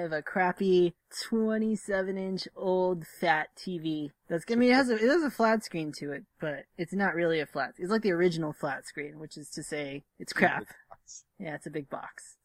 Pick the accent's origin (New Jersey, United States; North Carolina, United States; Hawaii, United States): Hawaii, United States; I'm Hawaiian.